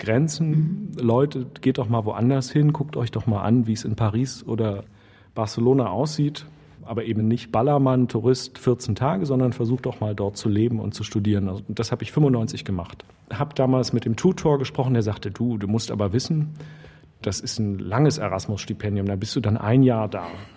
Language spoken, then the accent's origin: German; East Germany, Germany; die sich irgendwie mit dieser Spannung beschäftigen und mit meiner Kindheit in der DDR beschäftigen.